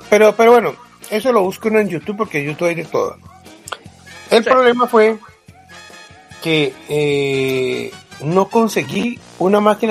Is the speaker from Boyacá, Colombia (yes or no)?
no; Cali, Valle del Cauca, Colombia; Yo soy de Cali y una ruana en Cali es una reliquia.